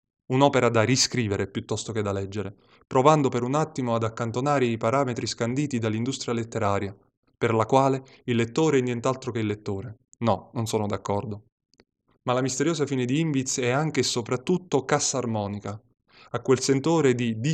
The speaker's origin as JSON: {"language": "Italian", "town": "Salerno", "region": "Campania", "country": "Italy", "said": "ho 30 anni, vengo da Salerno"}